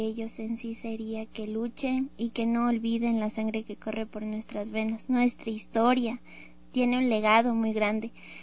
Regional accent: Ecuador; con un gran orgullo de decir: soy ecuatoriana, yo soy de bordado, soy humilde y soy amable.

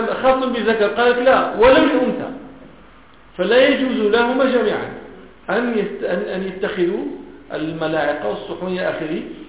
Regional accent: Morocco; وهذه ما كان يسمى عندنا في المغرب هذا البابور

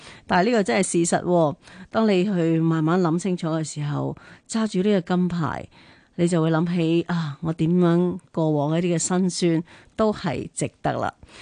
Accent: Hong Kong; 咁我哋香港人啊嘛，支持翻我哋呢一个年青小伙子张家朗啊

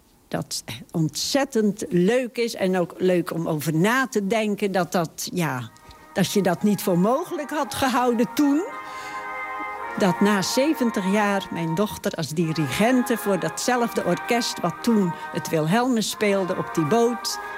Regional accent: Haamstede, Zeeland, Netherlands; ik kom uit Haamstede, waar ik ook geboren ben.

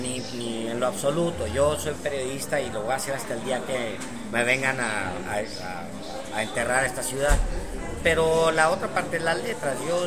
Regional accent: Juárez, Chihuahua, Mexico; also born or lived in Texas; esta es mi tierra. Yo me siento de allá, mis tierras son Juárez, Chihuahua y Texas y México.

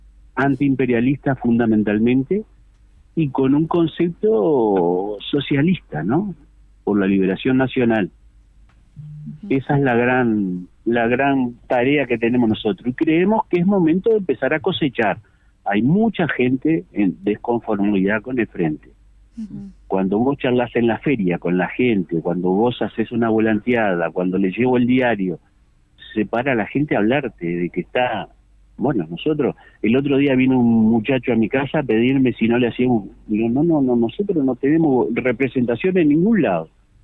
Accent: Progreso, Canelones, Uruguay; Yo soy de Progreso.

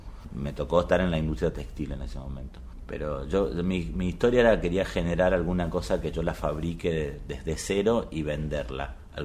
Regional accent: Argentina; soy argentino, tengo 42 años

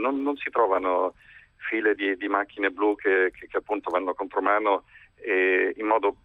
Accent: England, United Kingdom; Italian is a second language; now in Italy; io sono in Italia da moltissimi anni e è chiaro che essendo inglese faccio dei confronti con quello che succede nel mio paese.

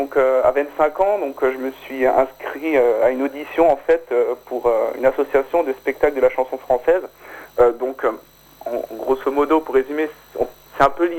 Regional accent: Grand Est, France; Oui, c'est ça, Bas-Rhin, pour être...

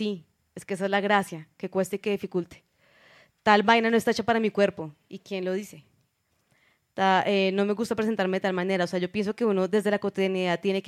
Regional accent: Colombia; yo como colombiana eligiendo un baile del colonizador español, también fue una cosa... Yo vengo de una familia muy mamerta, muy izquierda

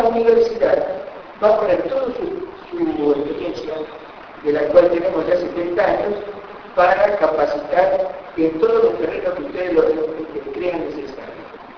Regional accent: La Matanza, Buenos Aires Province, Argentina; Todos nosotros, los que somos de La Matanza y los que no, pero que están transitando por este municipio

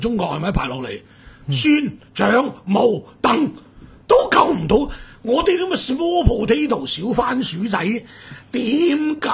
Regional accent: Hong Kong; 大陆人净要俾现金，我香港人通常碌卡，

